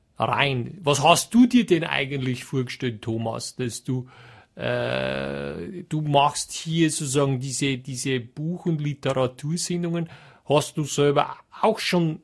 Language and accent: German; Trentino-Alto Adige, Italy; dann braucht schon meine ganze Kraft als Südtiroler, dass ich da widerstehen kann